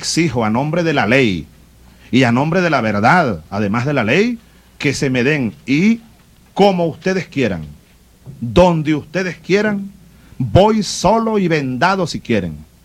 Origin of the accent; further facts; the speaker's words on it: Venezuela; como venezolano y comandante en jefe de la Fuerza Armada